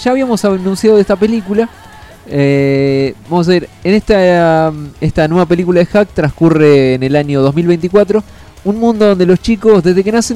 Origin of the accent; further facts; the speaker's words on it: Germany; Yo soy alemán.